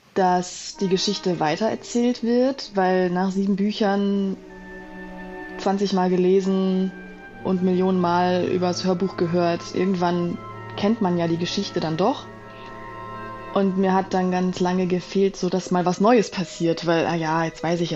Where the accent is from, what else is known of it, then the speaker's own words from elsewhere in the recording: Düsseldorf, North Rhine-Westphalia, Germany; ich komme aus Düsseldorf und da gab es eine Zeitung für wohnungslose Menschen